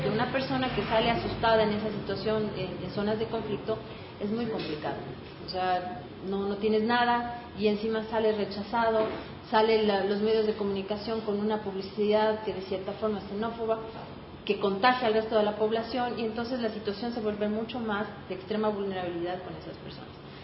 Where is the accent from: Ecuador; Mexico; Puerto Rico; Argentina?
Ecuador; todos somos ecuatorianos.